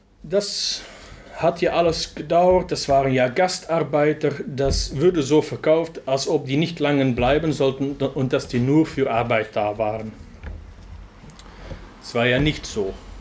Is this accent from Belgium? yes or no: yes; Flanders, Belgium; German is a second language; bei uns in Flandern und ich denke in ganz Westeuropa seinen Ursprung in die Immigration